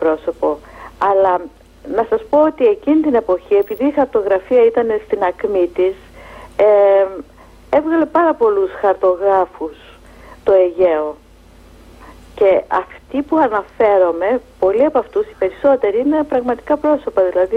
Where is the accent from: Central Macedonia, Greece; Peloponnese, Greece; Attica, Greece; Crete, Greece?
Peloponnese, Greece; της Μάνης, που είναι και η πατρίδα μου, η καταγωγή μου είναι από τη Μάνη.